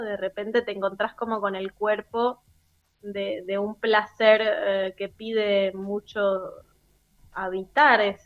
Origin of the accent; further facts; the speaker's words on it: San Juan, Argentina; Yo soy sanjuanina y allá hay como, está la siesta, ¿viste?